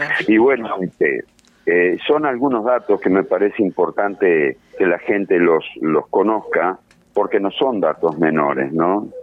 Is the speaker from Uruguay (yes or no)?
yes; Uruguay; Somos sin compatriotas, duda. Somos uruguayos.